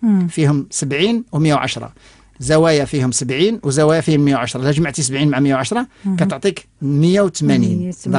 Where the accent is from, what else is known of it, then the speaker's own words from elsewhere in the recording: Morocco; انا بوحدي من المغرب